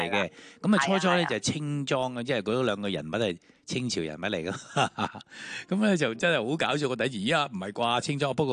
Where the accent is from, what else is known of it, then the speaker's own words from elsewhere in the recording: Hong Kong; 我哋香港人，我哋香港人最醒目啦